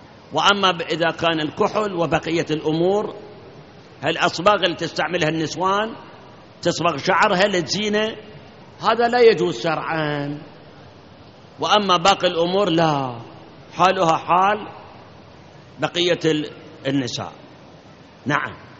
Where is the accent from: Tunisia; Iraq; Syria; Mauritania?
Iraq; الآن عندنا بالعراق كثير من العوائل